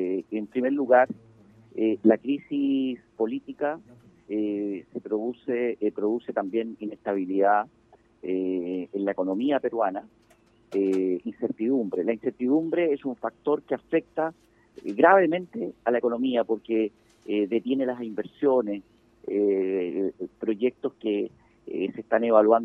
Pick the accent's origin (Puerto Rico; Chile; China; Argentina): Chile; que somos nosotros los chilenos